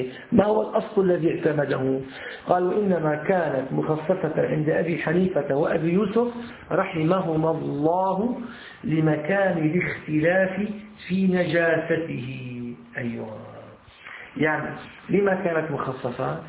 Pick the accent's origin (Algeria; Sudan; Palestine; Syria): Syria; ولكن عندنا في سوريا موجود في أسفل الجلابية أسفل القميص